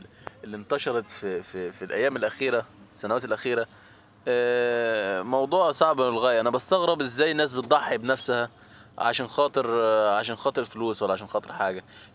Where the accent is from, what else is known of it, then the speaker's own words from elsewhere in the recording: Tatun, Faiyum Governorate, Egypt; انا من بلد حضرتك تطون تبع مركز اتصا